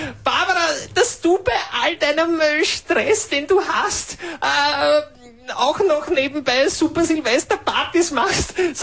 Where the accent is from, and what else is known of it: Austria